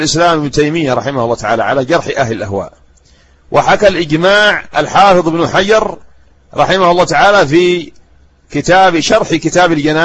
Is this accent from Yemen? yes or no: yes; Yemen; ها هم ولاة الأمور عندنا في اليمن